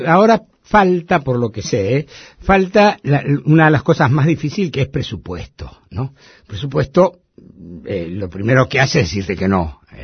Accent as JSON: {"language": "Spanish", "region": "Buenos Aires", "country": "Argentina", "tie": "born there", "said": "yo nací en La Boca. En un conventillo de La Boca, en Gavotti Durance, todavía está."}